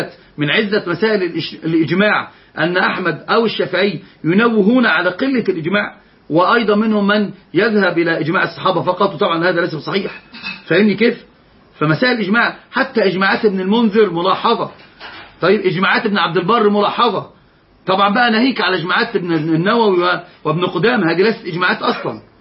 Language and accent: Arabic; Egypt; وضبط عندنا في مصر ضبط ثالث.